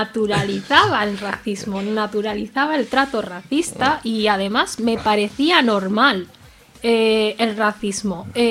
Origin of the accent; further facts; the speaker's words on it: Gambia; una asociación de mujeres gambianas de zona rural de mi país de origen